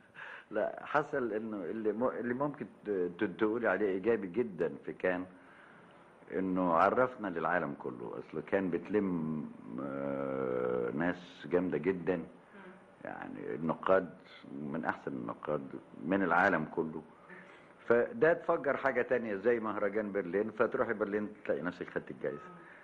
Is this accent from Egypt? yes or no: yes; Alexandria, Alexandria Governorate, Egypt; وانا واد اسكندراني بيحكي على نفسي.